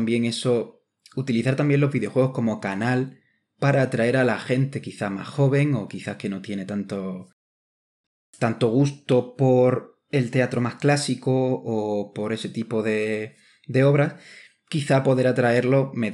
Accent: Ronda, Andalusia, Spain; moved away as an adult; now in Madrid, Spain; Pues sí, Ronda es mi ciudad natal, que le tengo muchísimo cariño, mi raíz, ¿no? De dónde vengo.

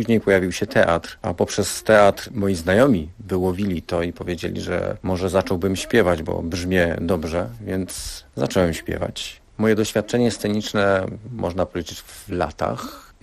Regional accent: Rybnik, Silesian Voivodeship, Poland; przyjechałem z Rybnika, gdzie rozwijam się artystycznie jako artysta, wokalista, lektor.

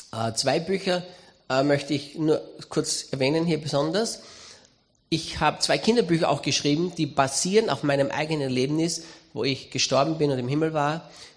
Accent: Styria, Austria; accent: Styrian; bin Steirer, bin Österreicher. Ich will heute nicht auf Steirisch predigen, wie mir der Schnabel gewachsen ist

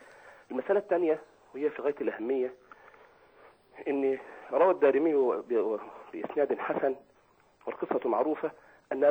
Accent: Egypt; نحن لم نحققها كمصريين

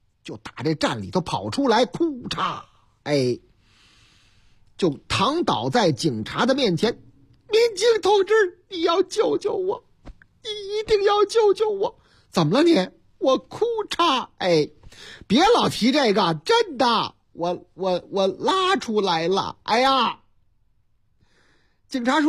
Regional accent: Chongqing, China; 又是老家，哎，我老家重庆，三餐重庆

